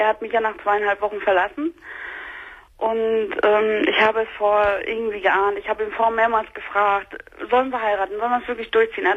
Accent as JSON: {"language": "German", "region": "eastern Germany", "country": "Germany", "said": "Ich komme aus dem Osten."}